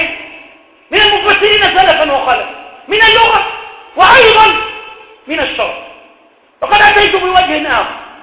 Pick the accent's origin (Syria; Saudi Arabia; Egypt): Egypt; Cairo, Cairo Governorate; وعندنا في القاهرة وفي الوراق وهنا وهنالك